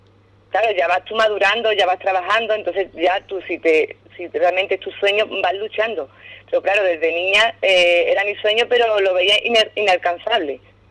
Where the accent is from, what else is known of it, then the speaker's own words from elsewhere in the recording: Ubrique, Andalusia, Spain; now in Arcos de la Frontera, Spain; que de hecho se creen que soy de Arcos y yo siempre digo que no, que soy ubriqueña. Ubriqueña 100%.